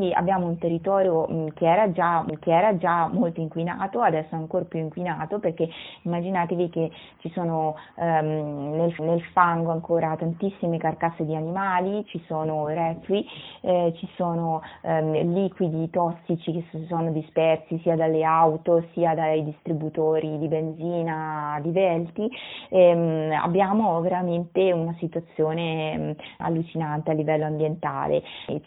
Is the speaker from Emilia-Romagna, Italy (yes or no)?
yes; Faenza, Emilia-Romagna, Italy; e sono di Faenza